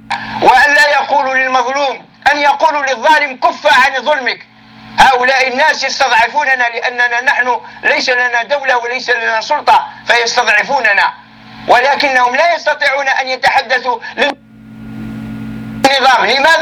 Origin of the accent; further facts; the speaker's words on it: Algeria; نحن شعب جزائري مسلم.